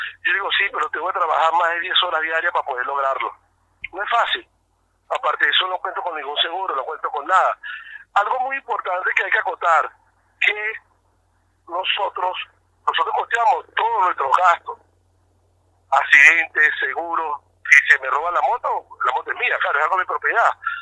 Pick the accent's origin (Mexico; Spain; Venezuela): Venezuela; now in Argentina; yo como venezolano y con respeto a toda la colectividad